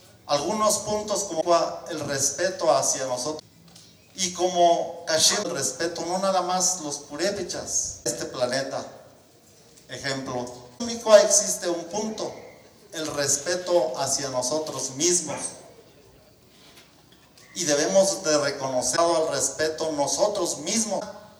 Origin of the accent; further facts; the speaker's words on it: Cherán, Michoacán, Mexico; Nosotros como cheranenses hemos sido ejemplo a nivel naci